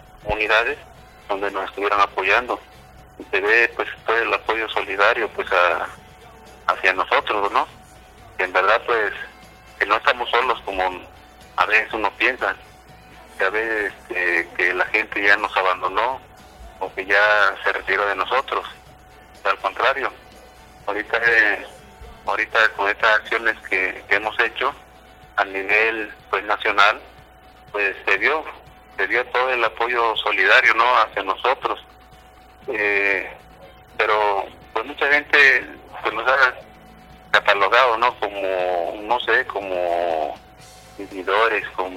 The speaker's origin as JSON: {"language": "Spanish", "region": "Guerrero", "country": "Mexico", "said": "soy originario de Tizca de Guerrero."}